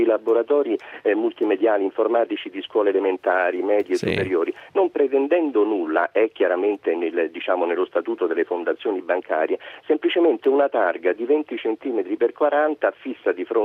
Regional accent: Milan, Lombardy, Italy; now in Rome, Italy; Io vivo a Roma, pur essendo milanese, e devo aggiungere interista

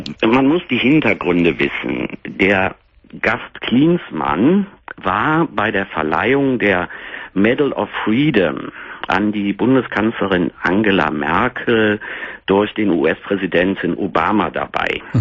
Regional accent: Cologne, North Rhine-Westphalia, Germany; now in Berlin, Germany; Nee, ich wohne in Berlin. Ich bin aus Köln, aber bin vor 12 Jahren hier nach Berlin gezogen.

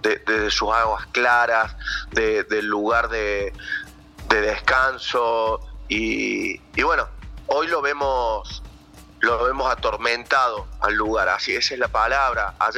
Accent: Cosquín, Córdoba, Argentina; born there; Yo soy nacido en Cosquín, tengo 44 años casi

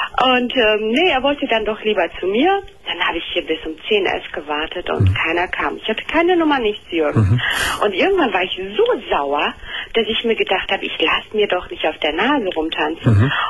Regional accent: Turkey; Ich bin ja selber Türkin, ne?

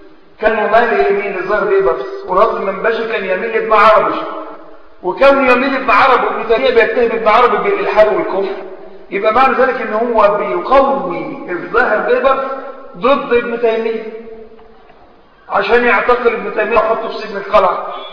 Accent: Egypt; أو الأمة عندنا في مصر وغيرها من البلاد منقسمة

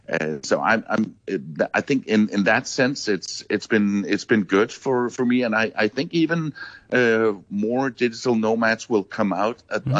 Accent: Denmark; now in South Africa; especially compared to my home country of Denmark

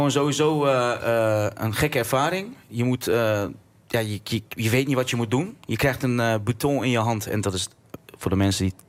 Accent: Deventer, Overijssel, Netherlands; Ik ben opgegroeid in Rooidorp. Dat is echt, voor mijn gevoel, het hart van Deventer.

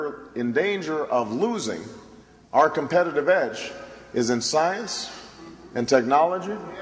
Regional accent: Hawaii, United States; I grew up in Hawaii. And I still remember sitting on my grandfather's shoulders as some of the astronauts were brought

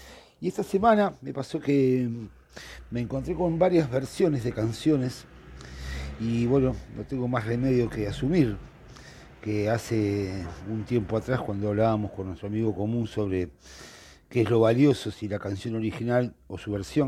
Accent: Uruguay; me parece que nosotros como uruguayos, en esta democracia muy particular

